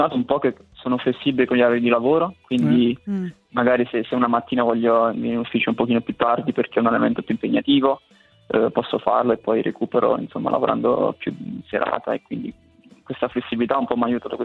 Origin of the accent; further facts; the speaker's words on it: Bojano, Molise, Italy; vado al campo sportivo lì al mio paese a Boiano